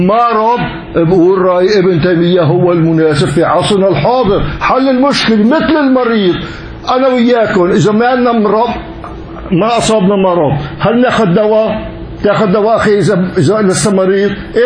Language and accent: Arabic; Syria; وعندنا بسوريا